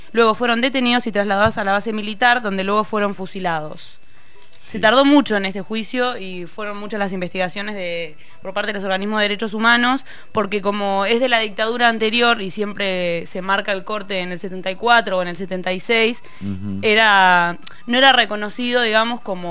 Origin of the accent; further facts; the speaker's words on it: Neuquén, Argentina; Yo digo, vamos Neuquén, la gente no entiende nada. Es de Neuquén como yo.